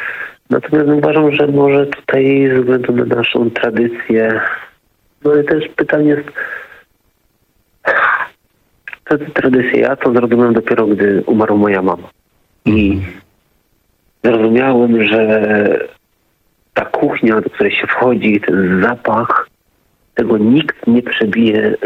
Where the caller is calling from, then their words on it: Silesian Voivodeship, Poland; bo jestem ze Śląska, dzwonię